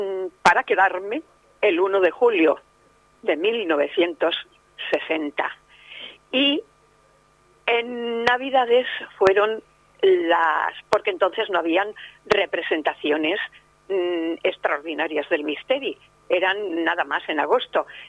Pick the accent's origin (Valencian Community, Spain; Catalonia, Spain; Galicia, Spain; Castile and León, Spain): Valencian Community, Spain; Elche; also born or lived in Monóvar; nací en Monóvar, pero claro, toda mi vida ha pasado en Elche, en la ciudad de las palmeras